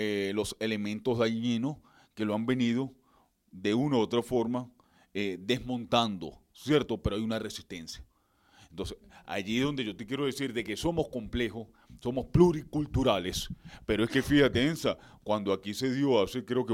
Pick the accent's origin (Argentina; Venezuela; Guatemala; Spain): Venezuela; de que si somos venezolanos.